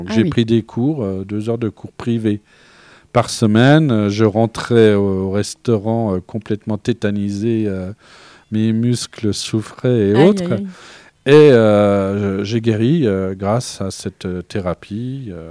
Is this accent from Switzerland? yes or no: no; Grand Est, France; D'adoption, oui, puisque je suis lorrain depuis la nuit des temps.